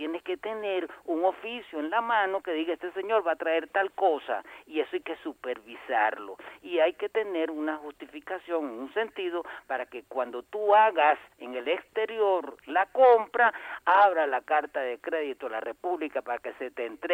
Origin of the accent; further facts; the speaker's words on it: Venezuela; nos acerquemos como venezolanos